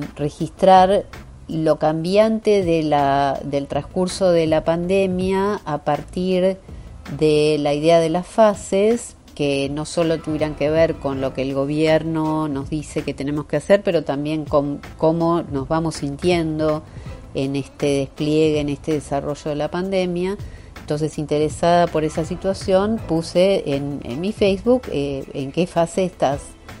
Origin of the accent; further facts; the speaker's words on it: Argentina; now in Los Angeles, United States; Soy argentina, pero desde el año 2001 vivo en Estados Unidos, en este momento en la ciudad de Los Ángeles.